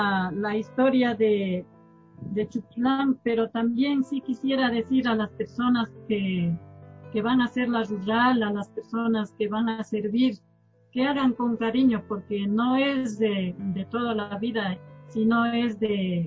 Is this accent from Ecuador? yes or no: yes; Chuchilán, Cotopaxi, Ecuador; Toda la vida he vivido en Chuchilán y voy a seguir viviendo porque esa es mi tierra, es mucho mi tierra.